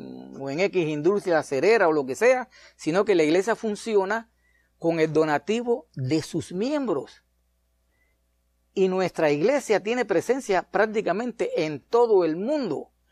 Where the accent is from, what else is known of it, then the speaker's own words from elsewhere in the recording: Cuba; le pasó a un gallego allá en mi país, en Cuba.